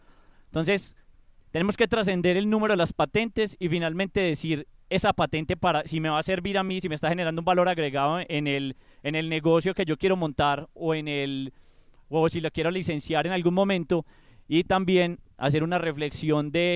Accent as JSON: {"language": "Spanish", "town": "Manizales", "region": "Caldas", "country": "Colombia", "moved": "yes", "lives_now": "Medellín, Colombia", "said": "Soy de Manizales. Vine aquí a Medellín hace 7 años trabajando en Tecnova"}